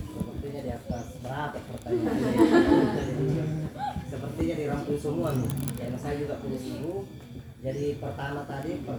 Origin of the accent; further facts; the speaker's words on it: Tanah Toa, South Sulawesi, Indonesia; jadi kalau di desa kami itu desa Tanah Toa 90% di pertanian.